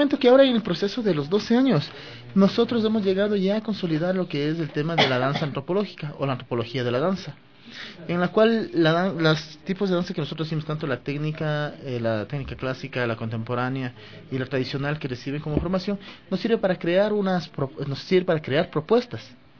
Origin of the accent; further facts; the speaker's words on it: Quito, Pichincha, Ecuador; yo nací en el Panecillo, me crié ahí, mi familia vivía ahí, entonces yo digo, yo soy Kidwa, yo no soy Quito, yo soy Kidwa.